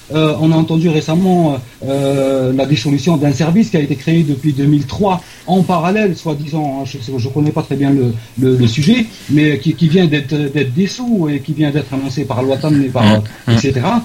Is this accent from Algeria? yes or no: yes; Algeria; C'est notre droit aussi en tant qu'Algérien de donner notre avis sur ce qu'on nous impose aussi.